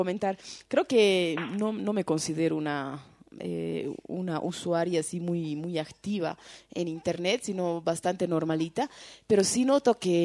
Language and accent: Spanish; Tarija, Bolivia; Yo soy de Tarija, por ejemplo, y me acuerdo que siempre nos quejábamos que a Tarija no llegaba nada